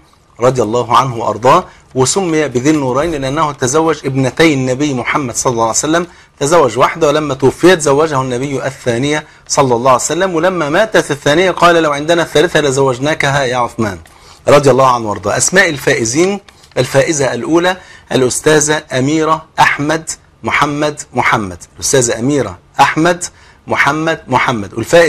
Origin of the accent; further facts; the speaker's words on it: Egypt; عارف المثل اللي عندنا في مصر